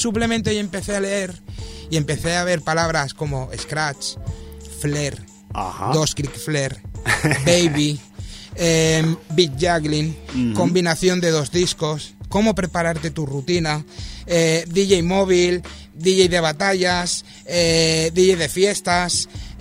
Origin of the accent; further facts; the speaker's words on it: L'Hospitalet de Llobregat, Catalonia, Spain; cuando a la gente le digo que vengo de Hospitalet